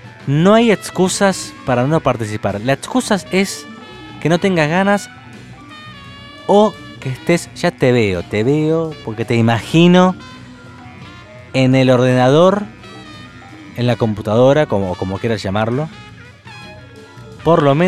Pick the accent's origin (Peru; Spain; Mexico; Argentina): Argentina; porque somos todos argentinos.